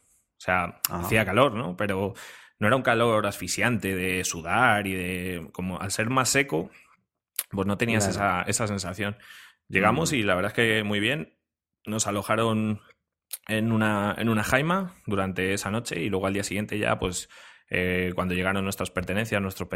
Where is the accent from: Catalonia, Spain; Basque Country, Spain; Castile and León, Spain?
Castile and León, Spain; Frechilla; una cena en mi pueblo, en Frechilla … ¿no? Yo soy de un pueblo de Palencia que se llama Frechilla.